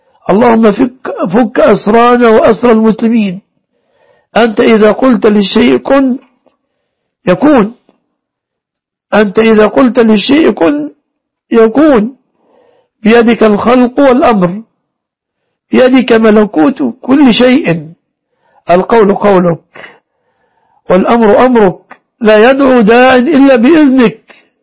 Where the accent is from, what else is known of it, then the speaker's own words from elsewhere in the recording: Egypt; احفظ بلادنا مصر وسائر بلاد المسلمين